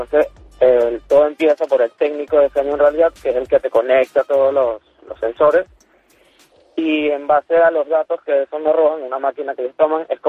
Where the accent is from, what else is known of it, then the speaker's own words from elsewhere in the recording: Venezuela; now in Argentina; yo soy venezolano.